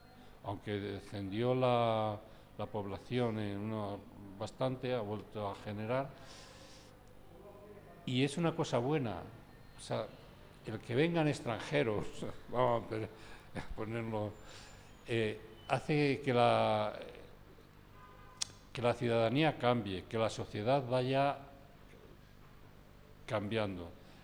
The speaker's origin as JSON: {"language": "Spanish", "town": "Salamanca", "region": "Castile and León", "country": "Spain", "tie": "born or raised there", "said": "Y yo, que soy salmantino, con 12 años, 10 años, o sea, estoy hablando de hace más de 60 años"}